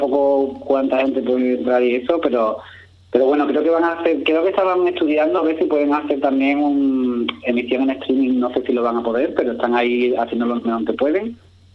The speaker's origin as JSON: {"language": "Spanish", "town": "Ubrique", "region": "Andalusia", "country": "Spain", "tie": "born or raised there", "said": "cuando yo era pequeño me lo imaginaba y a mí me encanta dibujar Ubrique"}